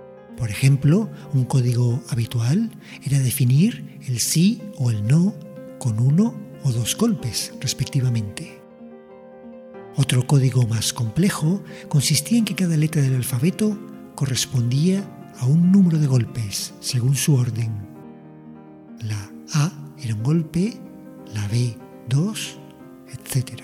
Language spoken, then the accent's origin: Spanish; Las Palmas de Gran Canaria, Canary Islands, Spain; born there; en la misma ciudad donde yo también nací, en Las Palmas de Gran Canaria.